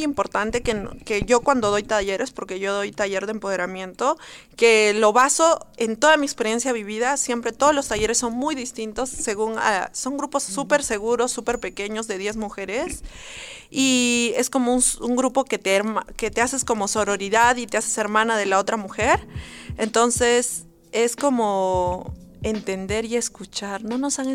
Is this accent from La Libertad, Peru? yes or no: no; Cusco, Peru; siempre he regresado a la urbe, a mi pueblo, o sea, siempre he regresado a Cusco